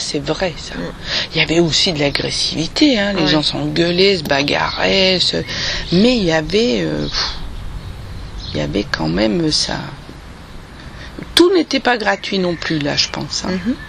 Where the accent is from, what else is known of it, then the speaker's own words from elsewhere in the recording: eastern France, France; moi, je viens de l'Est de la France. Et le village de mes grands-parents a été démoli, puisque c'était en Moselle